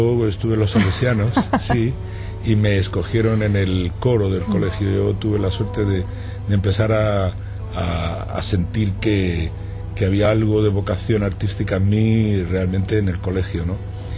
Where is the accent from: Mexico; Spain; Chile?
Spain; Granada, Andalusia; born there; No, yo nací en Granada.